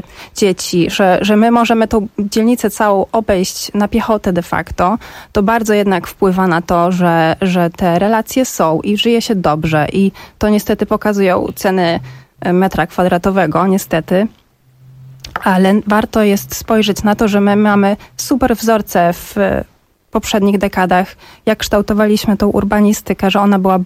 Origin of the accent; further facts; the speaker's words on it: Warsaw, Masovian Voivodeship, Poland; ja się wychowałam w Warszawie, całą rodzinę praktycznie mam w Warszawie.